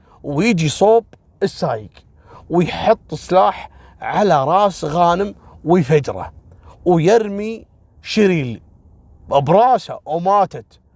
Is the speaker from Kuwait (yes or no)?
yes; Kuwait; وسالفة اللي عندنا في الكويت اللي البنت رفضته وقام ذبحها بيوم زواجها.